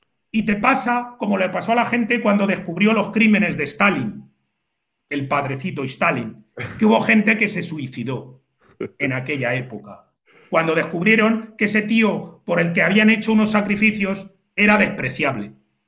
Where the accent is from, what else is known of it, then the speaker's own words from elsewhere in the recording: Spain; yo creo que ya no somos los españoles de la época de mis padres, traumatizados por la dictadura, la guerra y todo eso.